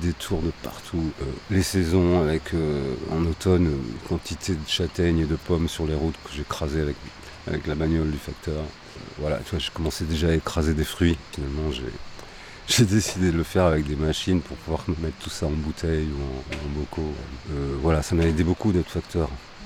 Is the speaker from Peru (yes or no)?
no; Paris, Île-de-France, France; also born or lived in Le Puy-en-Velay; Paris et le Puy, ma grand-mère, ouais.